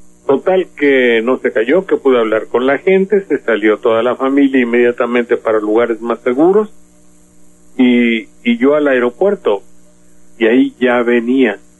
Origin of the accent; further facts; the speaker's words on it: Banderilla, Veracruz, Mexico; el origen de mi pueblo aquí de Banderilla